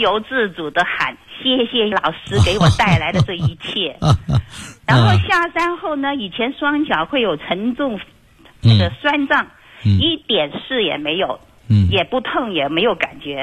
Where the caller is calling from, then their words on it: Guangzhou, Guangdong, China; 我是广州的学生。